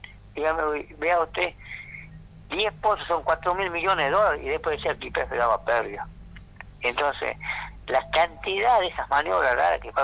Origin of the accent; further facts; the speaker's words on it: General Mosconi, Salta, Argentina; No, yo no soy de Tartagal, soy de General Mosconi, en honor al que creó YPF.